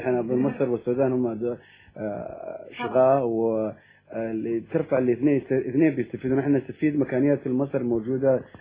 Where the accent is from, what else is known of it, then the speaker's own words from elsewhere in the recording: Somalia; also born or lived in United States; now in United Kingdom; انا كنت اولا عشت في امريكا 20 سنة. انا اصلي صومالي مجنس بريطاني ودرست في امريكا